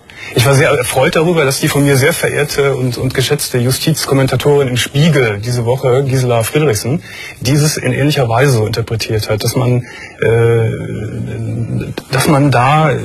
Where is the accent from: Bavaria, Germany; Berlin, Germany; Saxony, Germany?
Berlin, Germany; ich bin eine Berlinerin. … 23 Jahre alt.